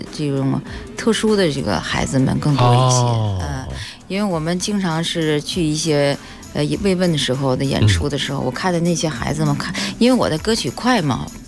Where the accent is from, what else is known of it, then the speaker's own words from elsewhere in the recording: Arxan, Inner Mongolia, China; now in Beijing, China; 在我的老家内蒙阿尔山，也是我从那边走出来